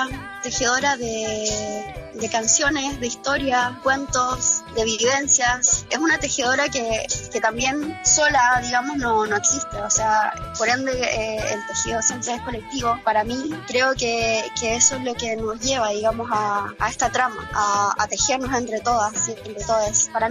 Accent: Concepción, Biobío, Chile; yo me inicié en el rock en mi ciudad natal, en Concepción, en Chile.

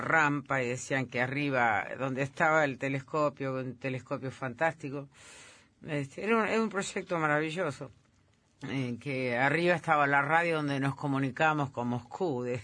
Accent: Entre Ríos, Argentina; Entre Ríos, que es mi tierra.

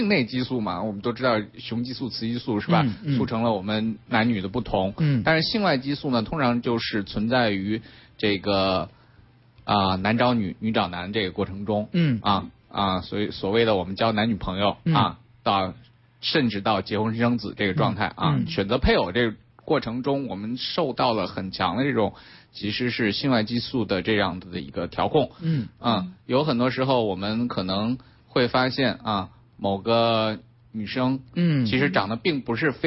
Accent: Shanxi, China; 本身也是在山西出生啊，土生土长的。

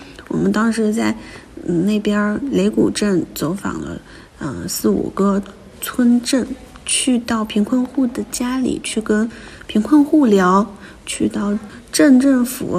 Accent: Beichuan, Sichuan, China; now in Beijing, China; 我就开始带着我的学生去我老家北川支教。

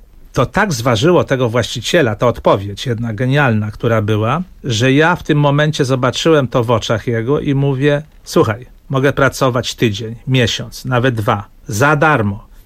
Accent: Łódź, Łódź Voivodeship, Poland; bo jestem z Łodzi

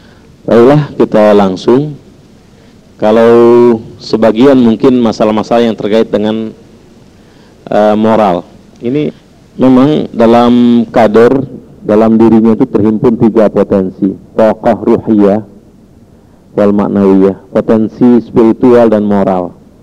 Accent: Jakarta, Indonesia; born there; Lahir di Jakarta tanggal 3 Juli 53. Alamat sekarang Islamic Center Iqra

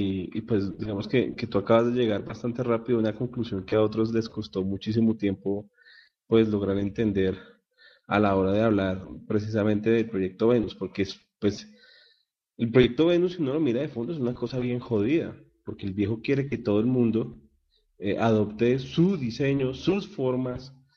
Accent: Colombia; nosotros como colombianos

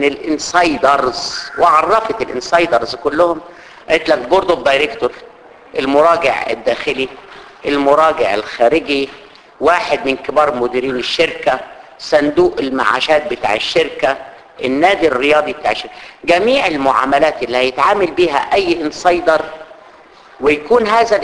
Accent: Egypt; عندنا في مصر سوق القطيعه

